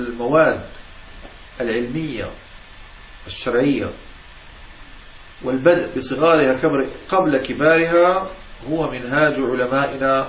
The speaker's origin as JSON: {"language": "Arabic", "country": "Morocco", "said": "وكما يفعل عندنا في المغرب"}